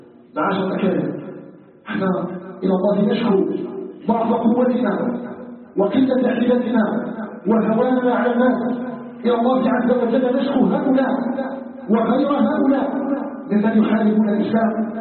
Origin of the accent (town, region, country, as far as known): Algeria